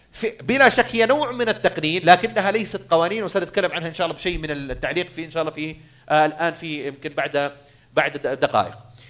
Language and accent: Arabic; Saudi Arabia; now in Bahrain; أنا سعودي أعمل في البحرين، فأنا أعد في نظرة أيوفي بحريني